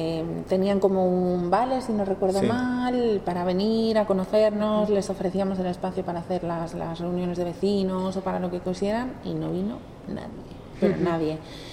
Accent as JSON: {"language": "Spanish", "town": "Madrid", "region": "Community of Madrid", "country": "Spain", "said": "Yo soy de Madrid."}